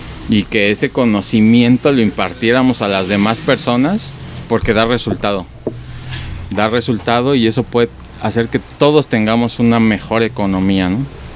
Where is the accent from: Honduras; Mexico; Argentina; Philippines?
Mexico; Y no nos han enseñado como sociedad mexicana a multiplicar el dinero.